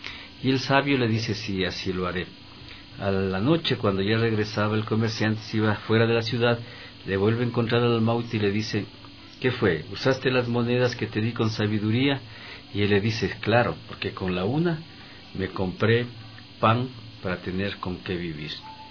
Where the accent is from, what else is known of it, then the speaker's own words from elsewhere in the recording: Latacunga, Cotopaxi, Ecuador; Yo vengo cantando desde muy pequeñito, yo soy de la Tacunga, y aprendí a cantar lustrando zapatos y vendiendo diarios.